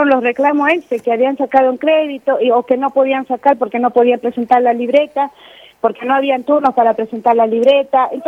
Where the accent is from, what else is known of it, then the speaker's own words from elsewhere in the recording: Bolivia; nos está dando esa oportunidad de sentirnos orgullosos de ser bolivianos